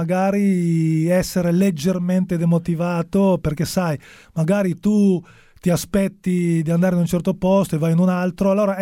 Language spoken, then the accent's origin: Italian; Genoa, Liguria, Italy; born there; da bambino sono nato a Genova, ero genoano.